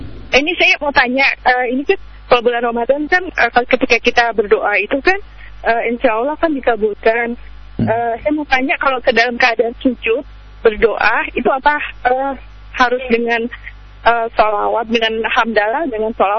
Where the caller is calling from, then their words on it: Tangerang, Banten, Indonesia; dari Tangerang.